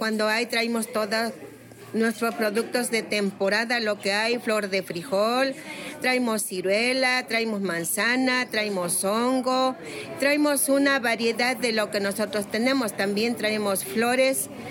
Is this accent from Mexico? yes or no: yes; Matlalapa, Mexico; vengo de la comunidad de Matlalapa.